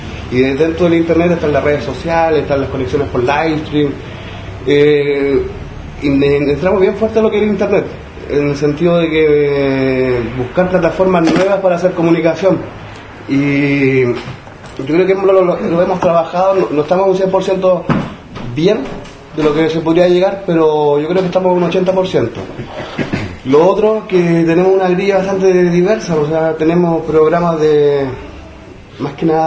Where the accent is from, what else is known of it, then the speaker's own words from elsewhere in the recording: San Antonio, Valparaíso, Chile; soy de San Antonio